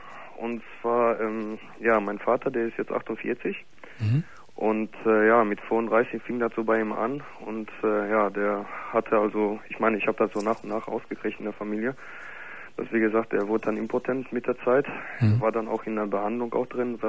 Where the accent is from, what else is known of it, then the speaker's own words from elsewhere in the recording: Gelsenkirchen, North Rhine-Westphalia, Germany; Ich komme nämlich aus Gelsenkirchen im Ruhrpott.